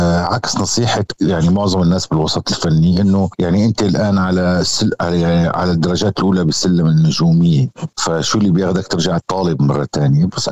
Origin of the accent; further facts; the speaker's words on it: Syria; هذا واجبنا نحن كسوريين، أنه نحن ننقذ بلدنا